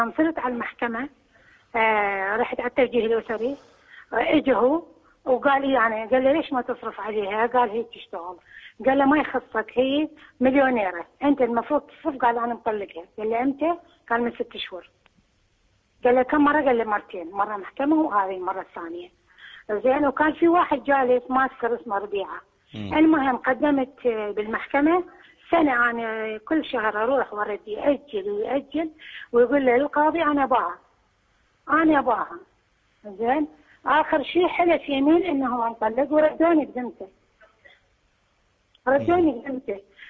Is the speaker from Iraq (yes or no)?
yes; Iraq; now in United Arab Emirates; شيخنا أنا زوجة عراقية زوجة مواطن